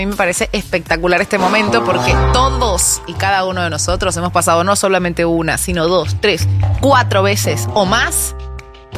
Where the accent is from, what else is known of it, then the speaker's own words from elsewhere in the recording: Venezuela; now in Argentina; Para los que no saben, soy venezolana.